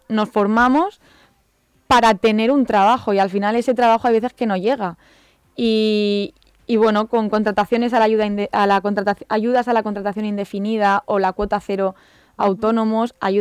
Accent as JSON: {"language": "Spanish", "region": "Valencian Community", "country": "Spain", "said": "Yo, por ejemplo, soy de Carrús, uh-huh. y ahí pues es un barrio para más complicado para nosotros"}